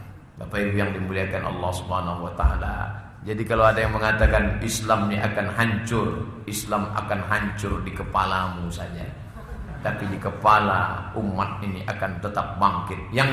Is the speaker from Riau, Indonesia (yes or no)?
yes; Riau, Indonesia; "Ustaz dari Riau ya?" Kata, kawan. Iya, saya bilang.